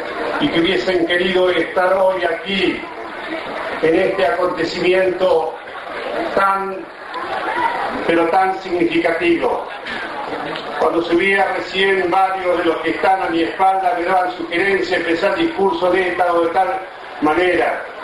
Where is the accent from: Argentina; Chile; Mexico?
Argentina; Saladillo, Buenos Aires Province; actual intendente municipal de la ciudad de Saladillo. Entonces ahí, queridos amigos y amigas de mi pueblo, empecé a soñar un sueño que lo quería concretar.